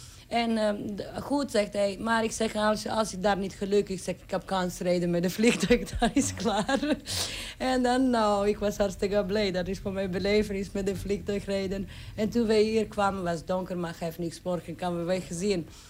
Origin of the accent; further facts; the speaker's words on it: Serbia; Dutch is a second language; now in Netherlands; Ik kom uit Serbië, van stad, maar ik leef in een boerderijtje vlakbij stad.